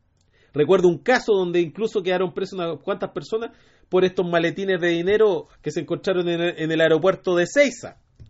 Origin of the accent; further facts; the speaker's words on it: Maipú, Santiago Metropolitan Region, Chile; Nosotros, como somos de Maipú